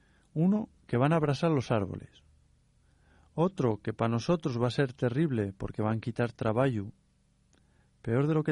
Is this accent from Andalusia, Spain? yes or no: no; Cangas del Narcea, Asturias, Spain; ¿No ves que yo soy de Pacangas de Narcea?